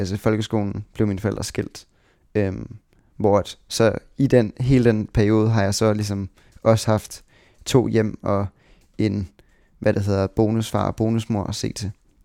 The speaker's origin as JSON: {"language": "Danish", "town": "Tårnby", "region": "Capital Region of Denmark", "country": "Denmark", "tie": "born or raised there", "also_born_or_lived": "Sweden / Dragør", "said": "jeg voksede op i på Amager faktisk, eller sådan, ja, vi startede med at bo i sådan Tårnby, og så tog vi faktisk til Sverige efter det første år, og så boede jeg i Sverige i 2 år"}